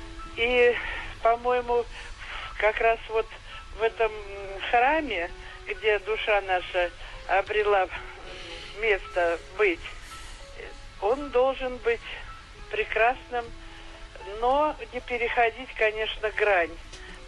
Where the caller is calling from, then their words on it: Khimki, Moscow Oblast, Russia; Я хотела сказать, из Химок я вам звоню.